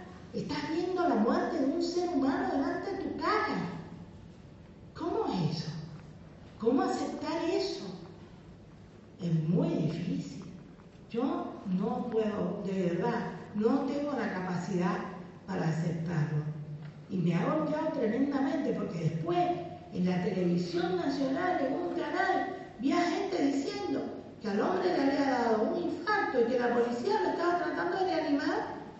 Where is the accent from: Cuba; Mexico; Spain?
Cuba; Como cubana, aprendí a ser internacionalista.